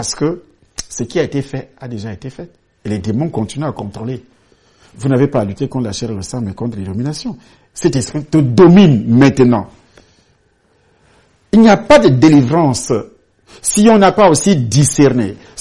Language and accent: French; Douala, Littoral, Cameroon; now in Edea, Cameroon; Je vivais en ville, Douala, surtout Douala que moi je connais beaucoup. J'ai grandi à Douala, je suis arrivé à Douala étant encore petit. J'ai fait mes études, tout ce qui est nécessaire à Douala.